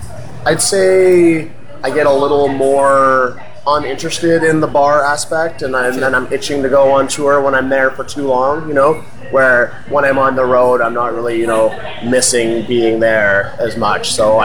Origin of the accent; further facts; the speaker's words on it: Fort McMurray, Alberta, Canada; born there; I was originally born in Fort McMurray, Alberta